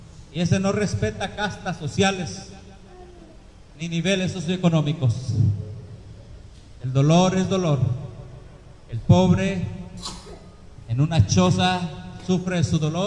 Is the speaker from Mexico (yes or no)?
yes; Mexico; now in Dominican Republic; En mi pueblo donde vengo también, allá en México, hay muchos.